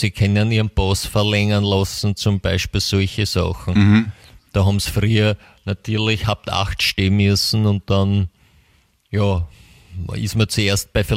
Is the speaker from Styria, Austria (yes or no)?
no; Vienna, Austria; wir haben es da bei uns in Österreich, in Wien, so schön.